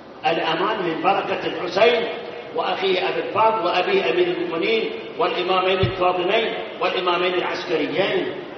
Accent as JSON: {"language": "Arabic", "town": "Karbala", "region": "Karbala Governorate", "country": "Iraq", "moved": "yes", "said": "أنا أتذكر يوم 1971 يوم اللي احنا هربنا من كربلاء"}